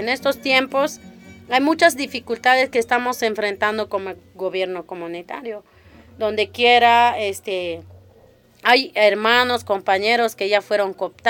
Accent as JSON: {"language": "Spanish", "town": "Coquiltel", "region": "Chiapas", "country": "Mexico", "said": "en este momento estamos en mi región, que es la región Chich. Mi comunidad se llama Coquiltel."}